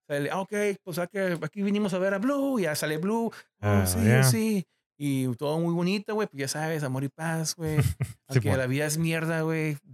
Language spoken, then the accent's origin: Spanish; Mexico; I'm a big fan from Mexico. Como que soy de México.